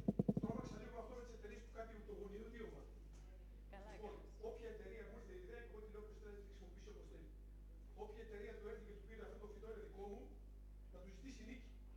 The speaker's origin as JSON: {"language": "Greek", "town": "Kilkis", "region": "Central Macedonia", "country": "Greece", "said": "Κι εγώ είμαι αγρότης από το Κιλκής"}